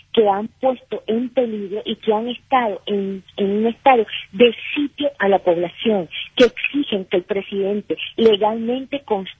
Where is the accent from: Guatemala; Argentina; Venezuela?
Venezuela; como nosotros venezolanos sabemos y queremos vivir en paz